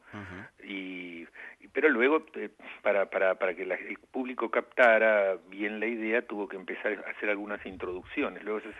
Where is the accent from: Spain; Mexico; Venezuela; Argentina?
Argentina; Como buen argentino